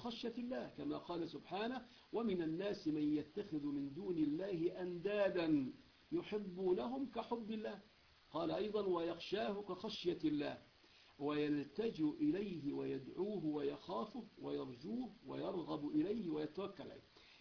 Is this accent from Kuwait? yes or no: no; Egypt; لأنه مشهور عندنا في مصر